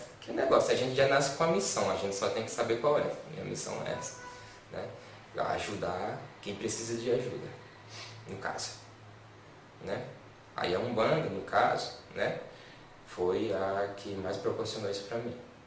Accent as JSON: {"language": "Portuguese", "country": "Brazil", "accent": "paulista", "said": "o meu sotaque é mais próximo do pessoal paulista mesmo"}